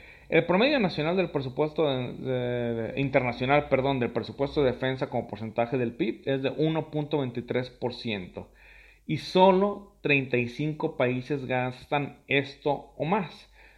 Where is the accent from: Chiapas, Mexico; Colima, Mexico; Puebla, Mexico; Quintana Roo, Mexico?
Colima, Mexico; solamente en mi país, pues culminaré con pequeños detalles que ocurren en la sociedad colimense